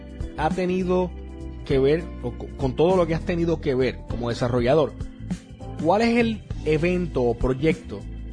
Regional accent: Puerto Rico; now in United States; Es algo que, como puertorriqueño, te puedo decir que es algo que nos caracteriza en el deporte, pero eventualmente he tenido la oportunidad, ¿verdad?, ahora viviendo en Estados Unidos

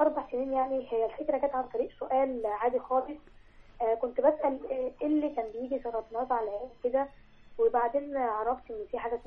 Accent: Kafr el-Dawwar, Beheira, Egypt; من مركز قصر الدوار محافظه البحيره عندي 13 سنه

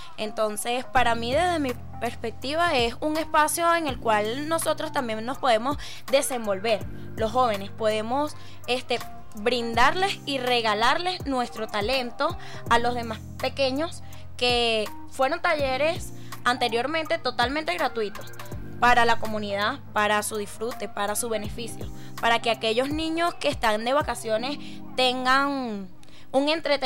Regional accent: Venezuela; nuestra memoria histórica como venezolanos.

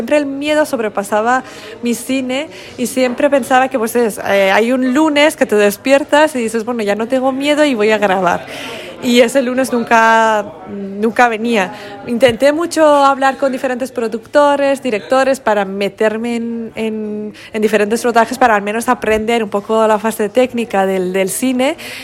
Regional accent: Iran; now in Spain; yo soy de Irán y llevo 7 años viviendo en España, pero nunca he sentido tanto en casa como en Asturias.

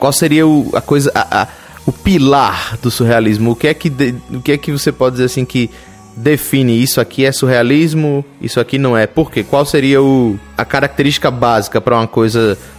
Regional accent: Northeast Region, Brazil; como bom nordestino, me recuso a falar

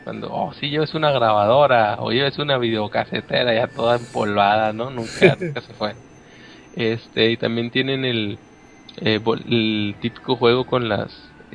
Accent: Monterrey, Nuevo León, Mexico; Acá en Monterrey, como sabrán, yo soy regio.

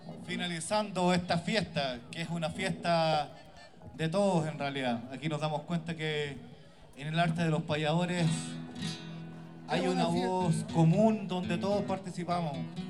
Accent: Chile; Nosotros nos vamos a despedir como chilenos que somos con cuecas

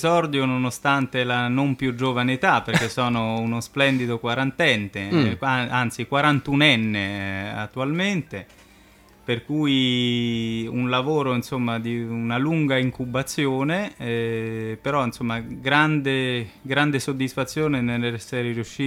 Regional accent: Rome, Lazio, Italy; vengo da Roma ma la mia famiglia è veneziana, per cui insomma back to the roots direbbero gli americani.

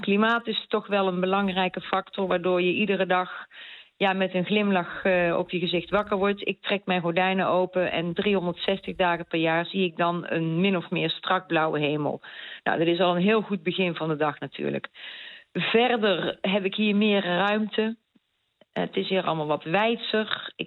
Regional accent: Netherlands; Ik ben in Nederland geboren en getogen. Dus ik ben en blijf Nederlands. Ik zal mijn Nederlanderschap ook nooit opgeven. Dus ik heb altijd nog een Nederlands paspoort.

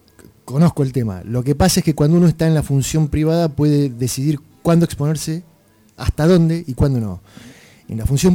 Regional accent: Olavarría, Buenos Aires Province, Argentina; uno se haya ido del lugar donde se crió, si bien yo no nací acá, pero soy de Olavarría

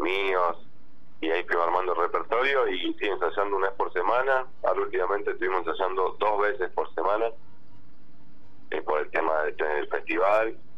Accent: Buenos Aires, Argentina; born there; Sí, nací en Buenos Aires, en zona norte.

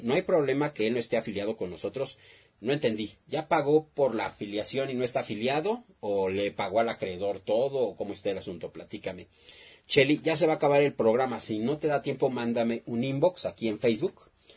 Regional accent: Mexico; Es una chamba de todos nosotros como mexicanos.

